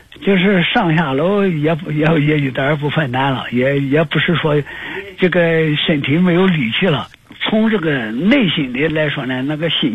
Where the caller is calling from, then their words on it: Nanjing, Jiangsu, China; 我是南京的